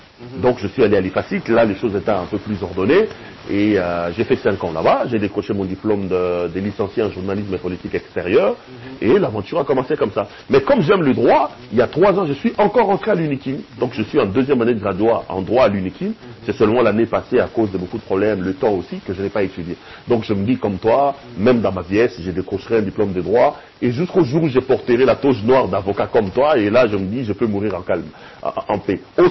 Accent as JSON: {"language": "French", "region": "Kinshasa", "country": "DR Congo", "tie": "born or raised there", "said": "J'ai grandi à Bandal, à l'époque, Bandal était encore dans le sang, jeune homme de Bandal, branché"}